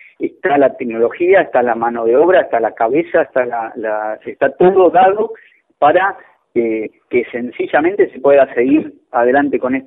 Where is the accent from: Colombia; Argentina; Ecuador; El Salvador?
Argentina; hablo como ingeniero, como argentino, como, digamos, como habitante de la Argentina